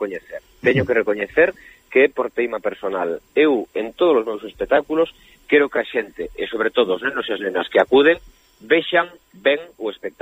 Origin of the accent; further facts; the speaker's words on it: Galicia, Spain; somos galegos para Galicia